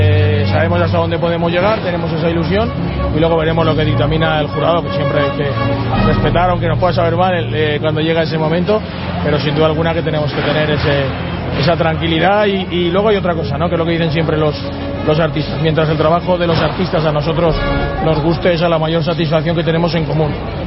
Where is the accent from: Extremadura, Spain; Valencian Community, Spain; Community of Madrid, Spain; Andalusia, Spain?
Valencian Community, Spain; por encima de todos somos valencianos y la identidad propia nuestra es la mascleta